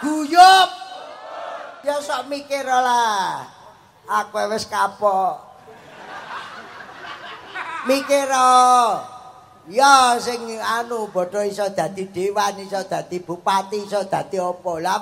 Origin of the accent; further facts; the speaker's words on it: Cepu, Central Java, Indonesia; aku sendiri kan orang Cepu. Jadi saya itu wong Roto, wong Karangboyo, wong Cepu, jadi wong Mbluro